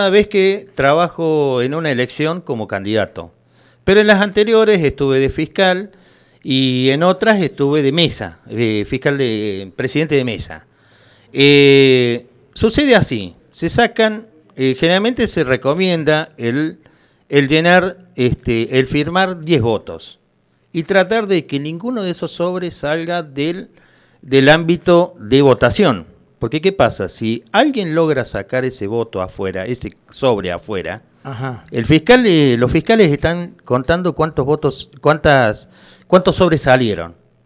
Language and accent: Spanish; Córdoba, Argentina; como todo cordobés somos así, le sacamos una numerada a la situación.